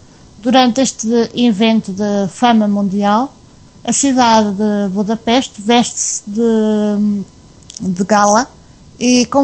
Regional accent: Portugal; É claro que como portuguesa quero que Portugal ganhe e passe para a nova fase.

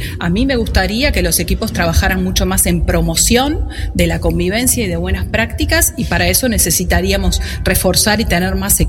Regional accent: Uruguay; es importante que nos comprometamos como uruguayos a que estas cosas no pueden suceder

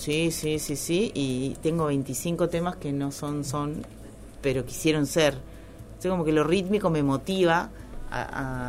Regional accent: Córdoba, Argentina; por eso no tengo tonada cordobesa, pero, pero soy cordobesa.

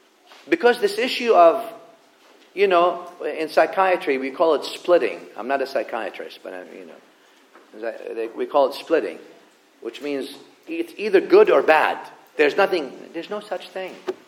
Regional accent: the South, United States; But I mean, I come from the South.

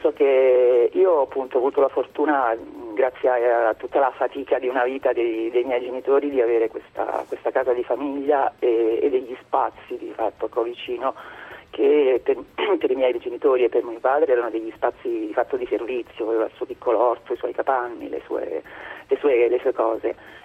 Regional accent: Ussita, Marche, Italy; io sono vissuta qui a Ussita fino ai miei 21 anni, insomma, perché qui c'era la mia famiglia, c'erano i miei genitori.

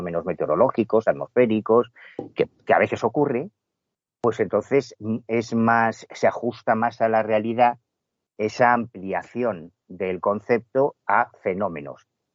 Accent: Betanzos, Galicia, Spain; la librería de mi pueblo, de Betanzos, en La Coruña, donde yo compraba todos los libros de la colección

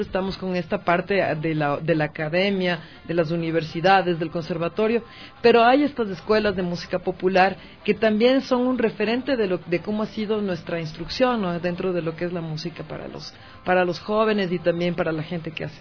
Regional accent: Quito, Pichincha, Ecuador; born there; yo nací en Quito, pero mi padre es esmeraldeño, ¿no? Entonces toda mi familia es de Esmeraldas

